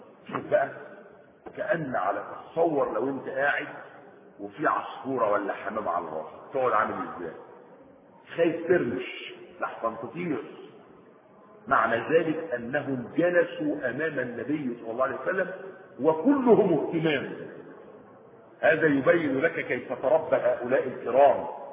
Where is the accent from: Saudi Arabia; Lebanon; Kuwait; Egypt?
Egypt; هو ده النظام الايه بتاع الطرق اللي ماشي عندنا في مصر